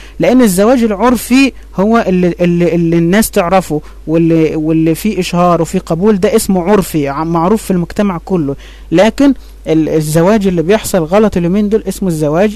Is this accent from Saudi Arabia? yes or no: no; Egypt; يعني احنا عندنا في مصر حاجة اسمها الشبكة